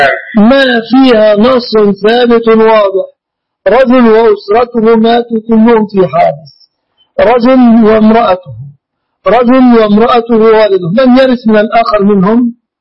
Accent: Dakahlia, Egypt; أنا لست من أهل القاهرة، أنا من قرية مجاورة للمنصورة.

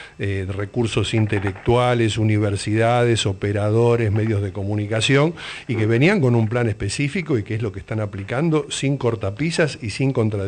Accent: Lanús, Buenos Aires Province, Argentina; Pero yo vengo de los barrios, yo vengo de Lanús

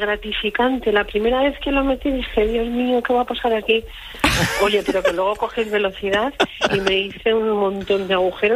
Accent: Aragon, Spain; now in Madrid, Spain; Estoy en Madrid, pero soy maña.

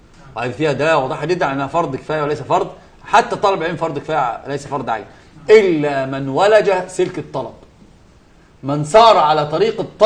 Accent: Egypt; يعني ده اسمه العوجان عندنا في مصر بيتعوج فبيتعوج

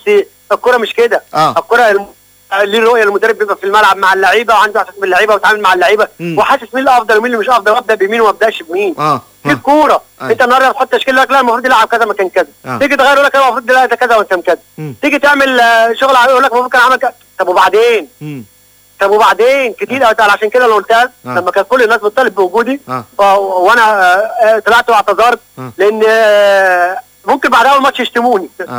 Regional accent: Egypt; لان في الاول وفي الاخر انا مصري يعني. انا اتحداوي لكن مصري، احب اي فرقه مصر بتلعب برا مصر.

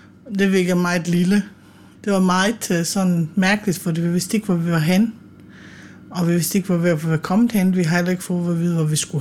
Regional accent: Bosnia & Herzegovina; now in Denmark; Det er jo mit hjemland, og jeg har jo haft min barndom i Bosnien

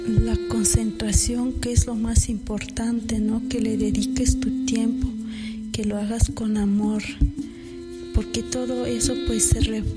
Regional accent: San Marcos Tlapasola, Oaxaca, Mexico; Soy originaria de San Marcos Tlapasola, donde se trabaja el barro rojo, como son ollas, comales, cajetes, platos, tazas y floreros. Soy una mujer zapoteca.

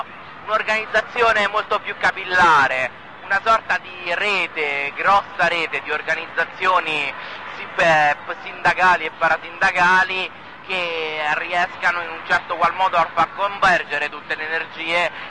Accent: Palombara Sabina, Lazio, Italy; Palombara Tabina.

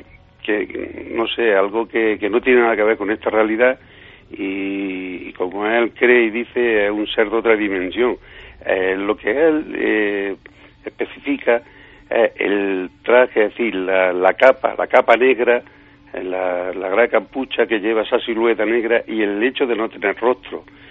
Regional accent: Villanueva del Duque, Andalusia, Spain; muy cerca de mi pueblo, de Villanueva del Duque.

